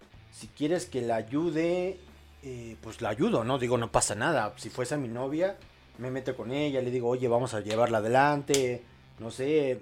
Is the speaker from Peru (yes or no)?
no; Mexico; al menos en mi país, en México